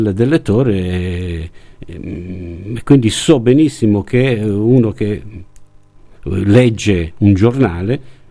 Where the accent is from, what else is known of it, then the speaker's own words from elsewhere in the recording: Bari, Apulia, Italy; moved away as an adult; perché io sono di Bari, ma così per gioco